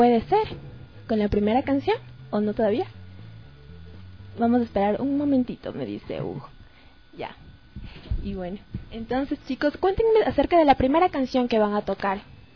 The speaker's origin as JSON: {"language": "Spanish", "town": "Conocoto", "region": "Pichincha", "country": "Ecuador", "said": "y yo también soy de Conocoto, así que todos somos Conocotos, y Conocoto, cuna de artistas"}